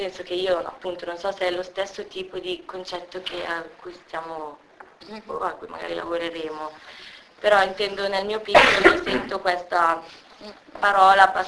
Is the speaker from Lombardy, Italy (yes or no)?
yes; Lecco, Lombardy, Italy; No, io sono di Lecco.